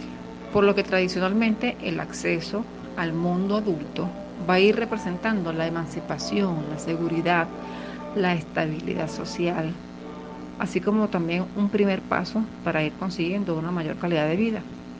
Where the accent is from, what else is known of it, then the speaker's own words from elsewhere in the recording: Venezuela; Sin embargo, como venezolana, continúo apostando a la inclusión de la juventud a nivel latinoamericano y, por qué no, mundial.